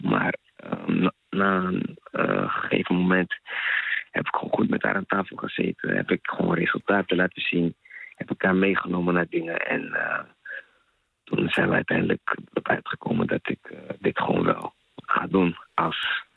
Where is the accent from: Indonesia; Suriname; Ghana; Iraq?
Ghana; Ik ben Ghanees. Dan praat ik het over de... Afrikaanse cultuur eigenlijk.